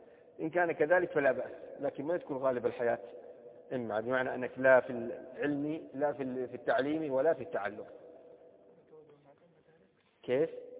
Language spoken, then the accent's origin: Arabic; Saudi Arabia; مثل في لهجة العامة عندنا في السعودية